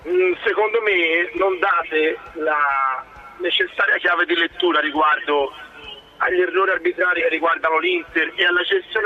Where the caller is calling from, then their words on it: Florence, Tuscany, Italy; Buongiorno, ma comunque siamo da Firenze